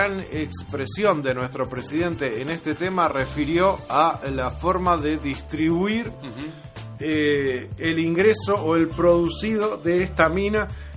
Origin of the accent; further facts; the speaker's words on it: Uruguay; ¿Cómo podemos hacer nosotros como uruguayos para hacer reconsiderar a esta minera?